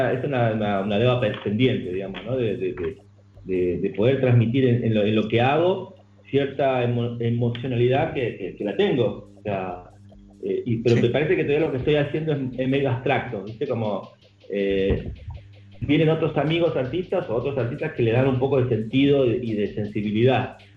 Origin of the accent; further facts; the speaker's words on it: Tucumán, Argentina; accent: Tucumán; O el mismo acento nuestro, o sea, nuestro acento tucumano es lo mejor que nos pudo haber pasado.